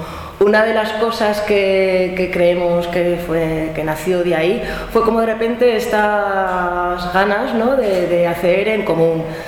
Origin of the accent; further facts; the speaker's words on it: Zaragoza, Aragon, Spain; now in Madrid, Spain; como decía antes Susana, aunque soy de Zaragoza, llevo ya muchos años viviendo en Madrid